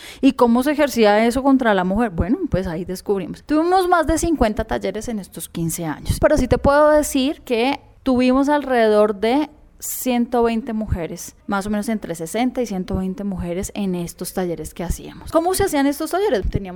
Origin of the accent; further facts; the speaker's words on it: Bogotá, Colombia; Yo soy bogotana, tengo 37 años, de profesión teóloga, mi espiritualidad es presbiteriana, pero a raíz de eso también ecuménica.